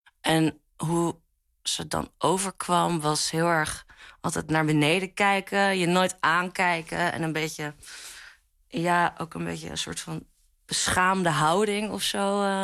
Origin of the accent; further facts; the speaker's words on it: Amsterdam, North Holland, Netherlands; Ik ben 29 jaar. Ik kom uit Amsterdam.